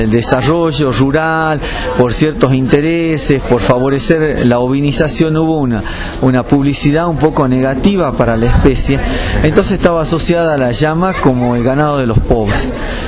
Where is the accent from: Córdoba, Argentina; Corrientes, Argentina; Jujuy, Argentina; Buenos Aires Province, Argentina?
Jujuy, Argentina; yo soy jujeño y trabajo en el INTA de Abra Pampa